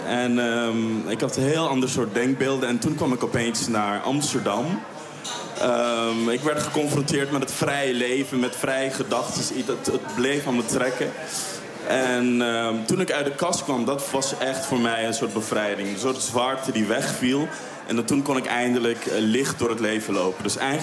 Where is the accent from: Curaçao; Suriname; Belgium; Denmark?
Suriname; now in Netherlands; Ik ben geëmigreerd uit Suriname in 2014 om hier naar de toneelschool te komen.